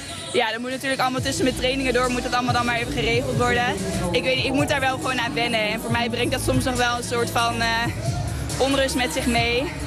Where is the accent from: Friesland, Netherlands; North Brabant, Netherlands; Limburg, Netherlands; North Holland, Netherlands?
North Brabant, Netherlands; Eindhoven; In Eindhoven racen is altijd gewoon heel leuk. Het is mijn thuisstad natuurlijk.